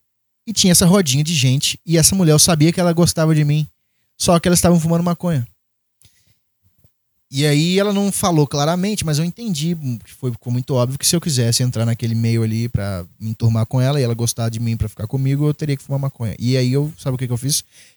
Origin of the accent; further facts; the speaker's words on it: Minas Gerais, Brazil; Eu sou mineiro. Então eu tenho no meu DNA o mineiro.